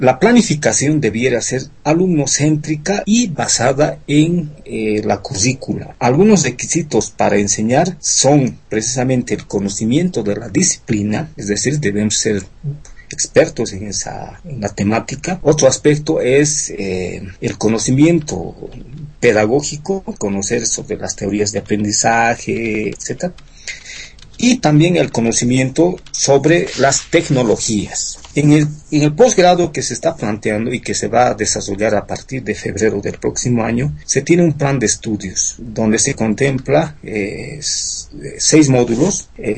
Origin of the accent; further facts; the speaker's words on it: Bolivia; En mi país, en Bolivia, lamentablemente estamos muy rezagados